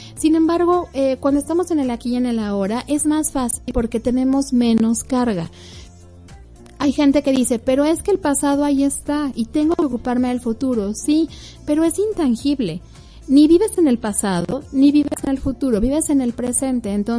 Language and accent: Spanish; Mexico; aquí en México se celebra la independencia, y como buenos mexicanos, todo lo que se celebra incluye comida